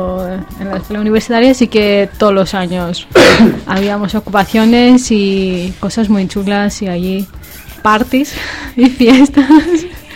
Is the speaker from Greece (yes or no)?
yes; Greece; Tengo envidia porque siendo griega nunca he hecho ninguna ocupación